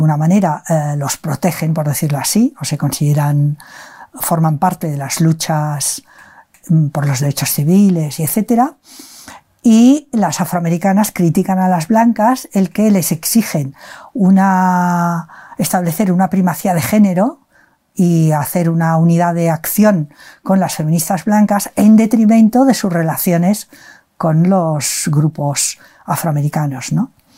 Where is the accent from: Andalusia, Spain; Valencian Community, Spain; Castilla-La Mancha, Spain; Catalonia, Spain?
Catalonia, Spain; Barcelona; born there; moved away as an adult; now in Madrid, Spain